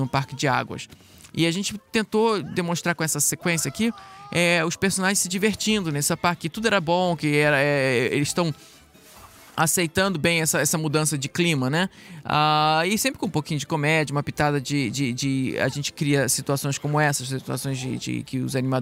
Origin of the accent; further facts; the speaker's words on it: Brazil; now in United States; O filme foi feito aqui nos Estados Unidos, mas como eu sou brasileiro, então vamos aproveitar essa oportunidade.